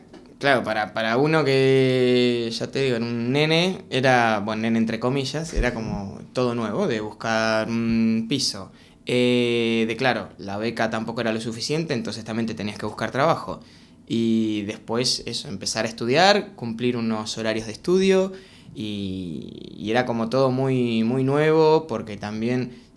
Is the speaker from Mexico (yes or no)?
no; Mar del Plata, Buenos Aires Province, Argentina; Yo de Mar del Plata. Eso, como le llaman, la ciudad feliz.